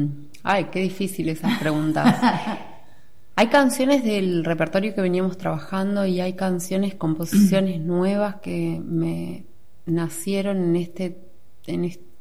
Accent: Sipo, Argentina; born there; Sí, allá, que es donde yo nací. Yo nací ahí. Hacía un montón de años que no tocaba en Sipo.

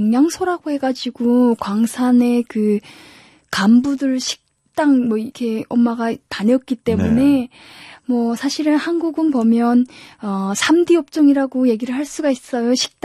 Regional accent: North Korea; now in South Korea; 저희는 지금 한국에 같이 왔지만 언니가 먼저 탈북을 했어요.

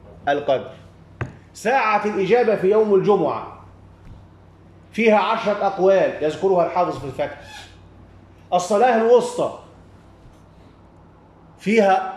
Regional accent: Egypt; وكل الذين يخرجون عندنا في مصر أو في أي مكان آخر

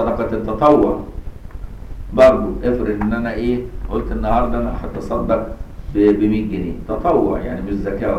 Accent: Egypt; في مصر عندنا سلطة كل المذاهب عندنا في مصر

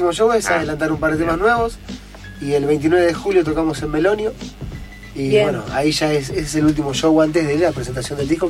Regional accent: Argentina; yo tengo que entender que como argentino

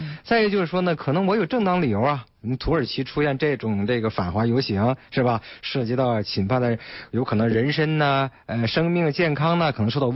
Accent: China; 看樱花的，看什么？也说明了我们中国人这个生活水平提高，是吧？

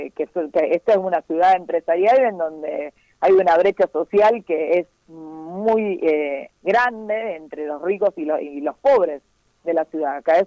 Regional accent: Rosario, Santa Fe, Argentina; now in Reconquista, Argentina; ambas somos rosarinas, yo ahora estoy en Reconquista, iba y venía de Rosario antes de la pandemia, ahora hace 150 días que estoy acá

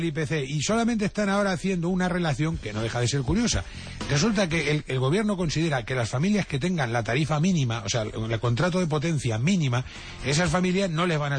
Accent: Toledo, Castilla-La Mancha, Spain; yo que soy de Toledo, todo el cuerpo lleno de espadas

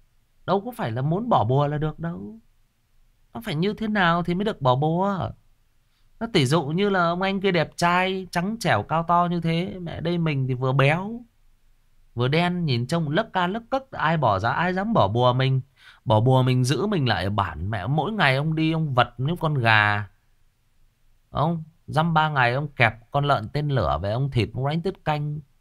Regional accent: Lai Chau Province, Vietnam; cái gốc của tôi là ở người Kinh ở dưới Hưng Yên cơ. Tại vì tôi lớn lên ở đây với họ mà các bạn.

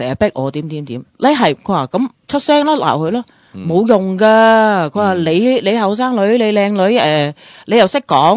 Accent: United States; 即系我喺美国长大都咁多年啦，我亦都系由低做起啦。

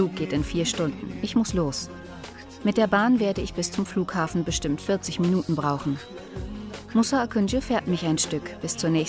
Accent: Bremen, Germany; born there; now in Hamburg, Germany; Schließlich bin ich in Bremen geboren, als Tochter türkischer Einwanderer.

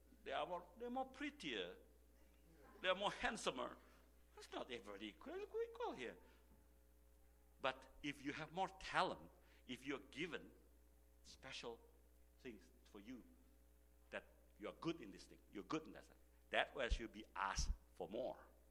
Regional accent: Jakarta, Indonesia; English is a second language; When I grew up in Indonesia, I was never thought that I would become a Christian, because I live in Jakarta

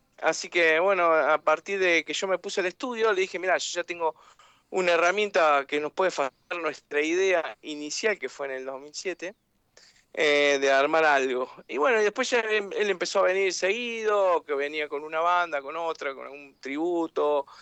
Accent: Río Cuarto, Córdoba, Argentina; de Río Cuarto, Córdoba, acá más al sur de la capital, ¿no?

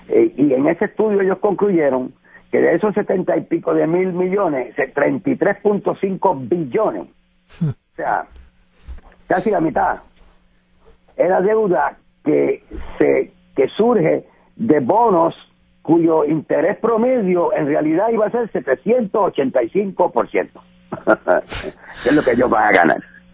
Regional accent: Puerto Rico; Pero Puerto Rico es Puerto Rico, esto no es Estados Unidos. Esto es como República Dominicana, como Cuba.

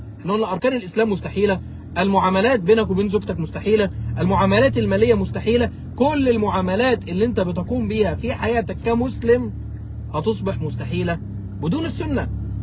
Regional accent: Mansoura, Dakahlia, Egypt; وشيخ أبو إسحاق الحويني إحنا الاثنين من مصر وإحنا الاثنين عشنا في نفس الزمان، فإذا أكيد اتقابلنا في يوم من الأيام، والشيخ أبو إسحاق جه بلدنا كتير إلى المنصورة وأنا رحت كفر الشيخ،

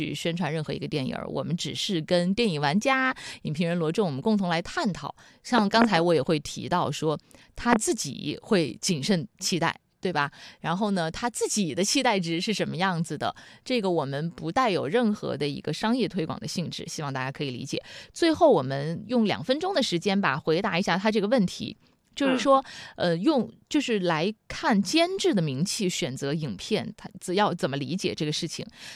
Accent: Wuhan, Hubei, China; 我作为武汉人，我也要去支持一下啊，支持一下老乡。

